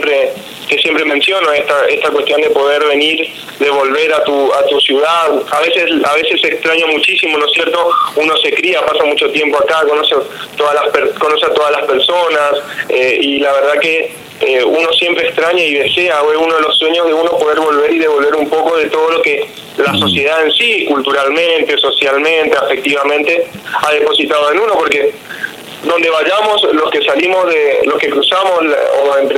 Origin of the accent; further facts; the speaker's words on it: Bellavista, Corrientes, Argentina; yo soy oriundo de Bellavista, he ido a estudiar nomás a Corrientes